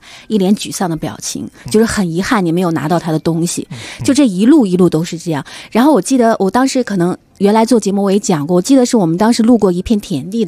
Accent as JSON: {"language": "Chinese", "country": "China", "said": "也没有想到巴基斯坦的人会对我们中国人有这么友好。"}